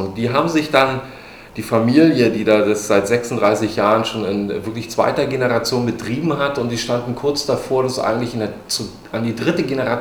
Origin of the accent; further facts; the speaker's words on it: Berlin, Germany; Eigentlich ist Kreuzberg meine Heimat. Ich könnte gar nicht sagen, dass Berlin meine Heimat ist.